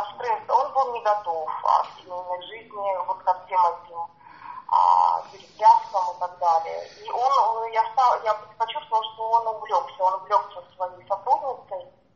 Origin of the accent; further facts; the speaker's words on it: Siberia, Russia; moved away; я еще уехала из другого города, из Сибири.